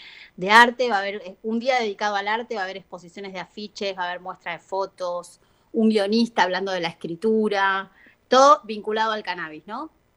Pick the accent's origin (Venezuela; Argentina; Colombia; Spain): Argentina; los dos directores somos argentinos